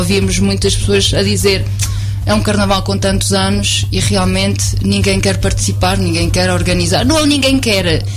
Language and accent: Portuguese; Lagares, Centro, Portugal; é bom falar nele e bom divulgar a nossa terra, onde nós vivemos e onde nós nascemos e crescemos.